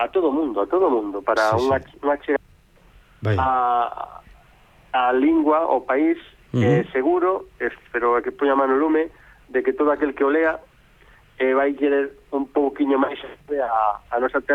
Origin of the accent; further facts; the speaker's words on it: Galicia, Spain; Se nos ocurren, falo como galego, non por min.